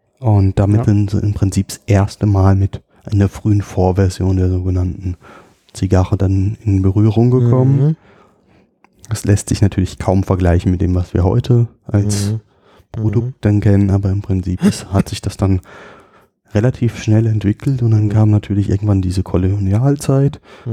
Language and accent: German; Rhineland-Palatinate, Germany; born or raised there